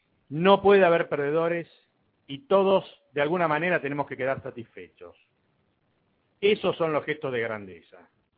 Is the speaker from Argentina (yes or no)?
yes; Argentina; uno sobre cómo somos los argentinos, los dos somos como somos los argentinos